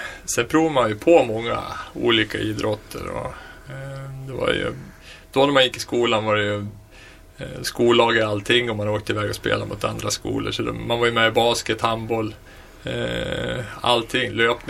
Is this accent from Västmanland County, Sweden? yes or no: yes; Västerås, Västmanland County, Sweden; Jag fyller 44 sista maj här. Född och uppvuxen i Västerås.